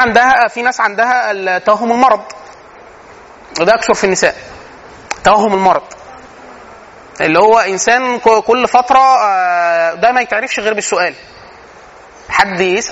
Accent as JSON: {"language": "Arabic", "country": "Egypt", "said": "ودي من العادات السيئه عندنا فينا كمصريين"}